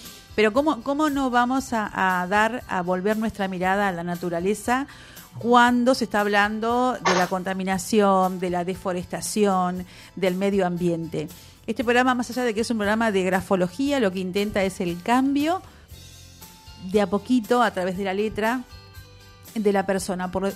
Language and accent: Spanish; General Rodríguez, Buenos Aires Province, Argentina; born there; moved away; yo nací acá en General Rodríguez, pero me fui a 500 kilómetros y hay muchas cosas que uno extraña.